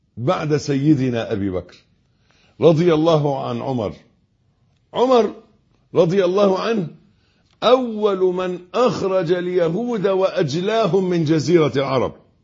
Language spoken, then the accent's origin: Arabic; Egypt; اللي إحنا بنقول عليه أبيض في عرفنا كمصريين